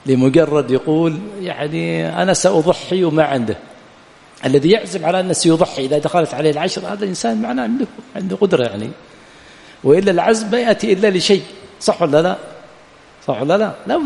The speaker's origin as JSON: {"language": "Arabic", "country": "Yemen", "said": "بخلاف عندنا في اليمن ينزل المطر يبقى شهرا ما في مصارف له"}